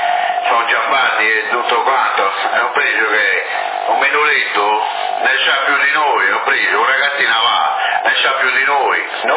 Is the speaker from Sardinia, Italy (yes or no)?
yes; Sassari, Sardinia, Italy; mia madre è Teresa, dunque non sono sassarese puro, capito? Sono nato a Sassari, però non sono proprio sassarese